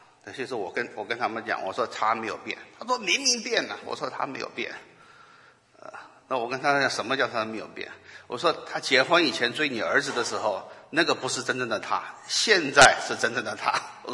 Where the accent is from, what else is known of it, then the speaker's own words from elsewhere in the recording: China; 所以这个离开父母这个观念对我们中国人来讲是一个foreign concept